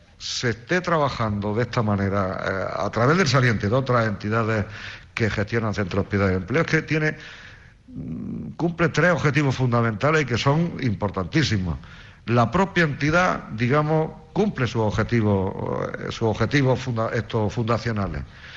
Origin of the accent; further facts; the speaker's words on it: Albor, Spain; yo soy de aquí, de Albor también